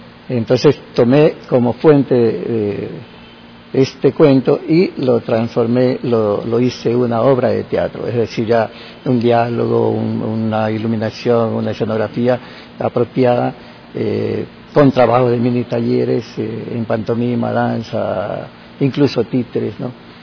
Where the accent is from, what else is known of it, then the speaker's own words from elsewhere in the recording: Guayaquil, Guayas, Ecuador; yo soy de Guayaquil, pero estoy residiendo actualmente ya 5 años acá en la provincia.